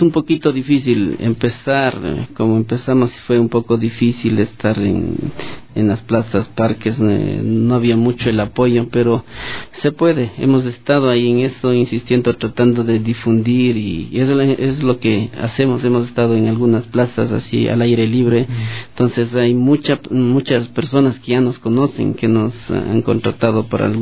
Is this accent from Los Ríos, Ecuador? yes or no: no; Quito, Pichincha, Ecuador; nosotros ya nacimos acá en Quito, yeah. Entonces somos ya quiteños, claro. Entonces estamos acá en Quito, pero nuestros padres son de Otavalo